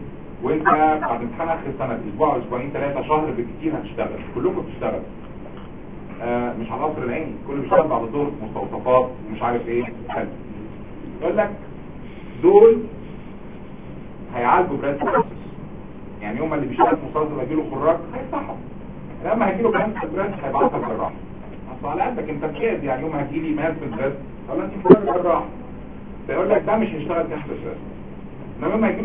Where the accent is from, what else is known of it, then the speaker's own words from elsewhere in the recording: Egypt; بلغتنا احنا كمصريين